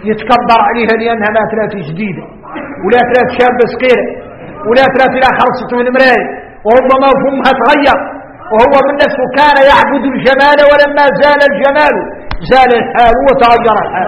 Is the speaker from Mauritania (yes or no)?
yes; Mauritania; الرجال احنا موريتاني وارك ما ينقال لنا حكم